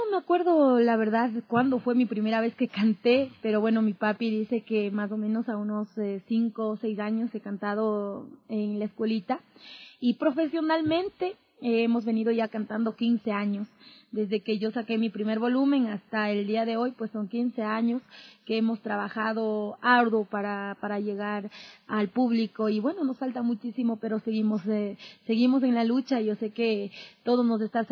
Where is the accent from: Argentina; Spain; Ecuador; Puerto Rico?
Ecuador; Ambato, Tungurahua; Yo viví más o menos 14 años en un lugar que se llama Pasa. Yo soy de Ambato.